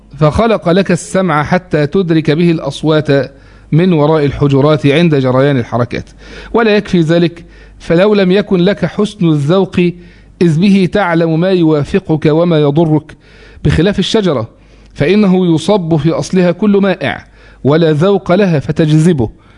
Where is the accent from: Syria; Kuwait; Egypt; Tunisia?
Egypt; أو اللي هو المشهور عندنا في مصر اسم السكر